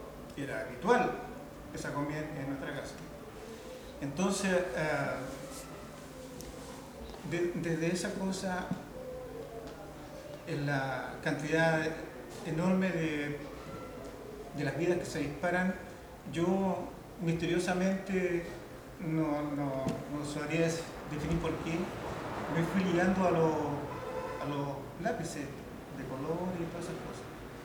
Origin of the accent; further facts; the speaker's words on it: Valparaíso, Chile; Yo nací aquí al frente en el Cerro Alegre, hace 59 años. Y esto, bueno, esto para mí, estos paisajes para mí no son en absoluto extraños. Yo desde pequeño transité por estas calles, callejuelas.